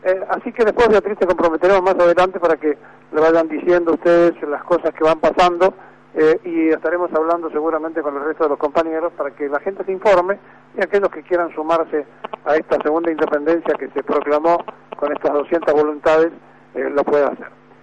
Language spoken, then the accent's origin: Spanish; Argentina; como los argentinos somos individualistas, nos pasa lo que nos pasa.